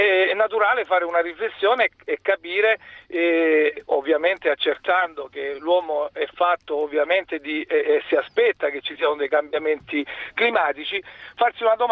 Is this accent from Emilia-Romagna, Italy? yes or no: no; Lecce, Apulia, Italy; now in Friuli, Italy; io sono un leccese trapiantato nel Friuli